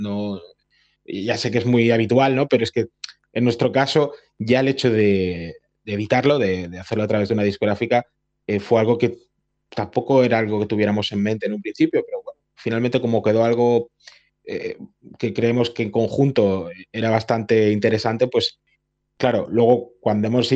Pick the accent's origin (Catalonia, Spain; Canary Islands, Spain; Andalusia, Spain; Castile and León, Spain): Catalonia, Spain; Barcelona; unos estudios muy conocidos para los que somos de Barcelona